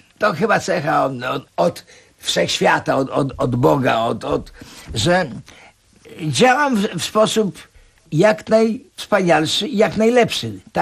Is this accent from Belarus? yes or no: yes; Grodno, Grodno Region, Belarus; Urodziłem się w Grodnie. Ale ponieważ to było, należało nie do Polski, tak. To mówiłem, że my z Grodna.